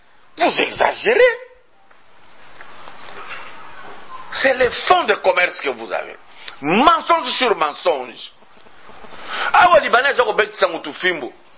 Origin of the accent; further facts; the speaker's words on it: Katanga, DR Congo; Quand je suis chez moi au Katanga, j'arrive à Kasumbalesa